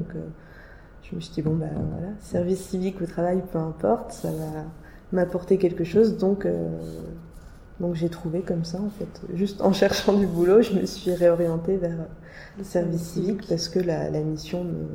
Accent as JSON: {"language": "French", "town": "Nancy", "region": "Grand Est", "country": "France", "said": "Ouais, je viens de Nancy, en fait, à la base."}